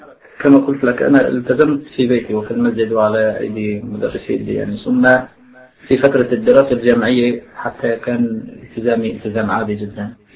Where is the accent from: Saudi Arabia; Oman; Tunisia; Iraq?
Iraq; Baghdad, Baghdad Governorate; فاختاروني أنا وأخ آخر من بغداد وألحقونا في الفريق